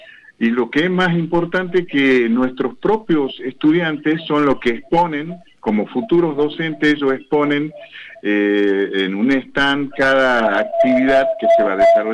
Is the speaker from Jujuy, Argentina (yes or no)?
yes; Jujuy, Argentina; accent: northern Argentine; now in Neuquén, Argentina; por mi tonada yo vengo del norte, no, soy de Jujuy.